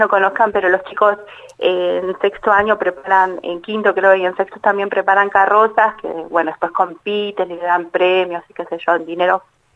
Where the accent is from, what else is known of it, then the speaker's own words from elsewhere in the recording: Buenos Aires, Argentina; Yo soy de Buenos Aires, hace 3 años que vivo acá.